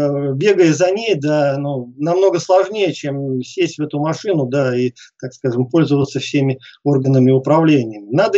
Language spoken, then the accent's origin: Russian; Oryol, Oryol Oblast, Russia; я был единственным уроженцем города Орла.